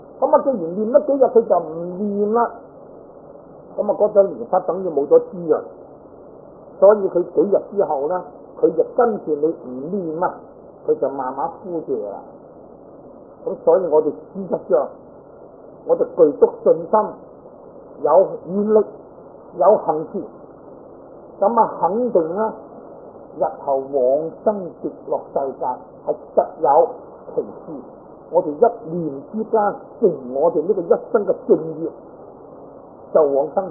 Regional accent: China; 在我哋中國人嚟講咧，應該都好聞名

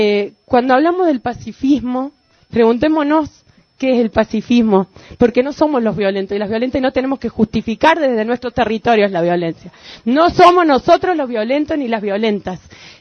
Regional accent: Paravachasca, Córdoba, Argentina; Yo soy de Parabachasca, venimos acá con nuestros compañeros y compañeras.

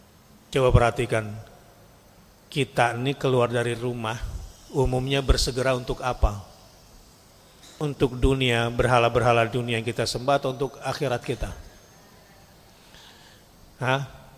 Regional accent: West Java, Indonesia; Saya kan orang Sunda.

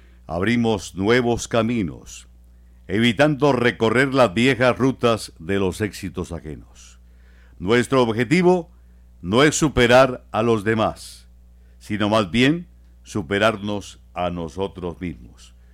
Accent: Bucaramanga, Santander, Colombia; como paisanos nuestros, como santanderianos, bumangueses, como colombianos

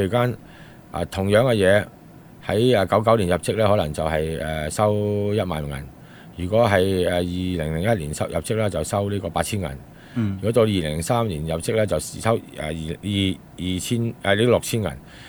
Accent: Hong Kong; 即係我哋香港人翻去做嘢就冇配額噶嘛。

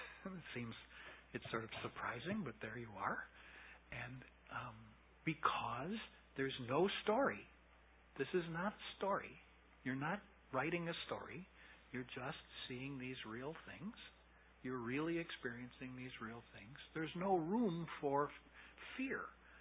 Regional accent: United States; but I'm an American. And so I didn't grow up with the idea of rebirth.

